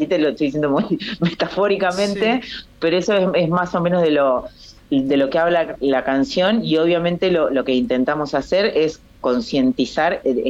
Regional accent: Guatimosín, Córdoba, Argentina; Estoy en Córdoba, sí, en la provincia de Córdoba, en un pueblito que es mi pueblo natal, que sí. Se llama Guatimosín, bien al sur de la provincia de Córdoba.

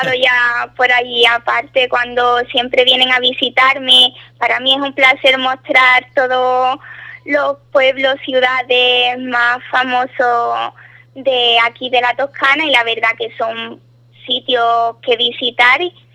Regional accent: Ubrique, Andalusia, Spain; accent: Andalusian; Pero mi acento andaluz no me lo quita nadie. Y más orgullosa que estoy yo de mi tierra, no hay nadie, diríamos.

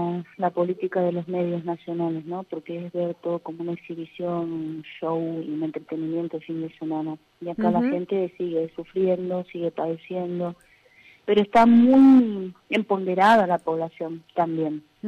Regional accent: Argentina; cuestionar y hacer las presentaciones que tenemos como ciudadanos argentinos

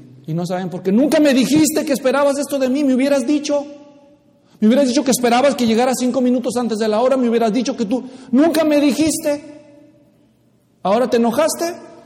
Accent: Mexico; soy mexicano y hay partes de México donde nos gusta andarnos con rodeos y otras partes donde son muy directos.

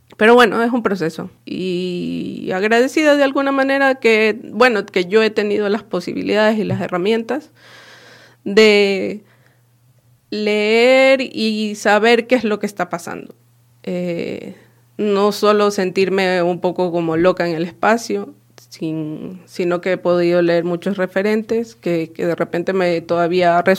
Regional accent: Guayaquil, Guayas, Ecuador; tiene muchas cosas de Guayaquil, de donde yo soy.

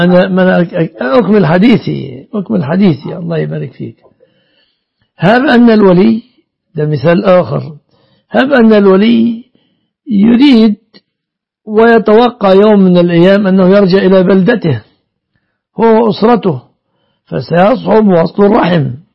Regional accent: Egypt; إن عندنا في مصر جاءت بنت من أسرة مطرفة

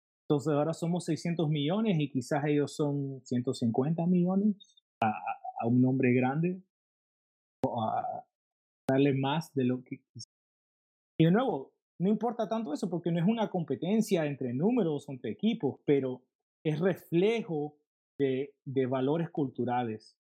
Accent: Los Angeles, California, United States; Yo me crié en Los Ángeles, de nuevo, en un área muy diversa de Los Ángeles

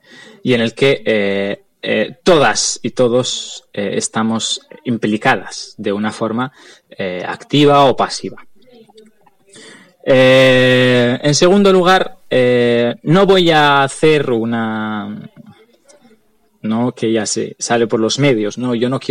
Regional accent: Western Sahara; Como saharaui, no quiero hacer un análisis de nuestra situación

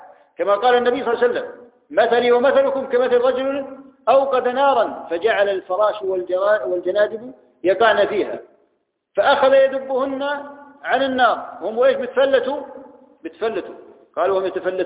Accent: Jordan; ولكن كان عايشين عندنا في الاردن

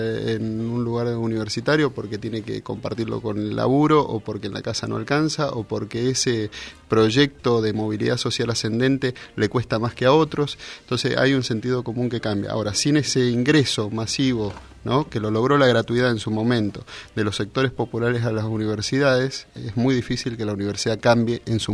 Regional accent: Mendoza, Argentina; now in Bahía Blanca, Argentina; Bueno, soy mendocino, ¿no? Hace un año que estoy acá en Bahía Blanca y en la Universidad Nacional

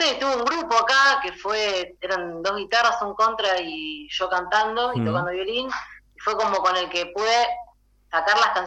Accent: Rosario, Santa Fe, Argentina; Yo soy de Rosario, sí, toco violín

